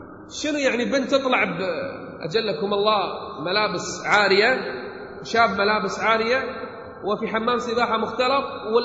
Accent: Kuwait; بل من يصدق عندنا بالكويت

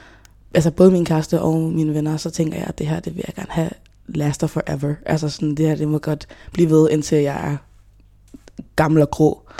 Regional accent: Hjørring, North Denmark Region, Denmark; also born or lived in Democratic Republic of the Congo; så kom jeg hertil som 3-årig fra Congo, DR, som flygtning. Og vi landede så i Hjørring, som er, hvor jeg er fra.

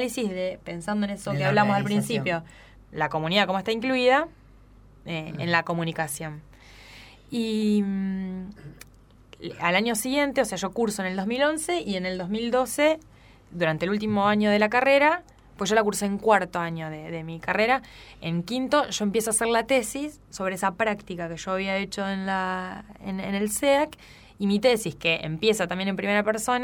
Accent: Pujato, Santa Fe, Argentina; Pero yo soy de Pujato y yo viajé toda la carrera 3 horas por día para estudiar.

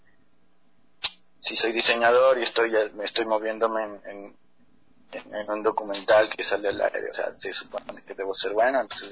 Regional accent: Ecuador; nosotros como ecuatorianos no nos llega esa información

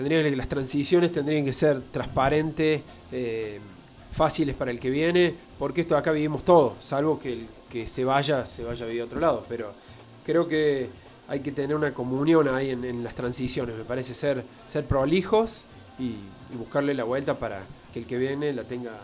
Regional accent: Argentina; estamos hablando de que somos argentinos

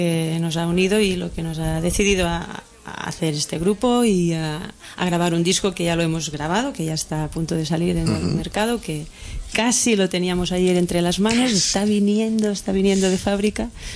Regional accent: Vilanova i la Geltrú, Catalonia, Spain; No, yo soy de Vilanova y la Geltrú.

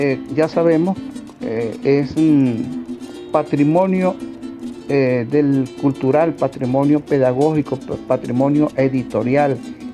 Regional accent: La Grita, Táchira, Venezuela; soy de La Grita, del estado Táchira.

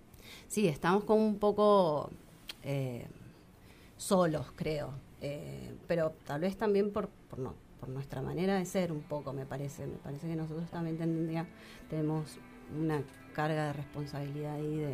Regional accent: Mendoza, Argentina; also born or lived in Buenos Aires, Argentina; nos vinimos todos a Mendoza y mi infancia, mi adolescencia, hasta los 20 fue en Mendoza, digamos. Crecí en Mendoza, pero después estuve 12 años en Buenos Aires y hace 3 volví.

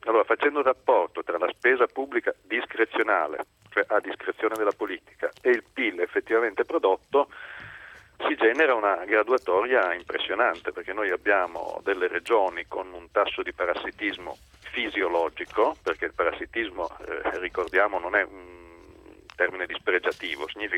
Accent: Piedmont, Italy; alcune regioni del nord che non funzionano, tra cui la mia, io sono piemontese

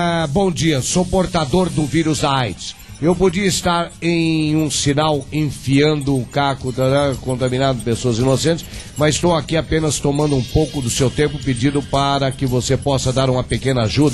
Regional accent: Ilhéus, Bahia, Brazil; Mestre, sou daqui de Ilhéus, Bahia, e eu tenho um grupo de empresários

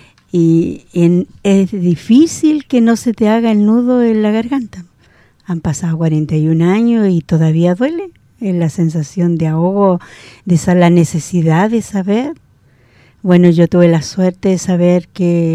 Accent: Arauco, Biobío, Chile; born there; después mi familia se cambió de ciudad. Y para que nadie se diera cuenta, y aún así, en Arauco, mi pueblo de nacencia, nunca se supo que yo tuve un hijo.

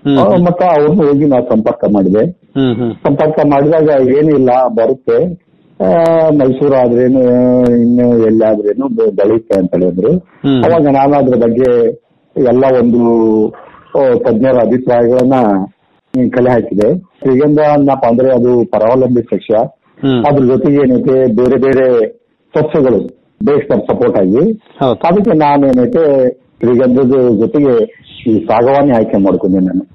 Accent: Alavarthi, Karnataka, India; ನಮ್ದು ಕೊಪ್ಪಳ ತಾಲೂಕು ಆಲವರ್ತಿ ಗ್ರಾಮ, ಕೊಪ್ಪಳದಿಂದ 6 ಕಿಲೋಮೀಟರ್ ಇದೆ. ಮುಖ್ಯವಾಗಿ ನಮ್ದು ಕೃಷಿ ಕುಟುಂಬ.

